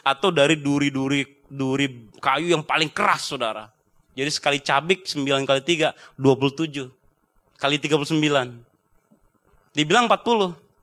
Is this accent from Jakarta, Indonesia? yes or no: no; North Sumatra, Indonesia; mesti dibujuk dulu, saya orang Batak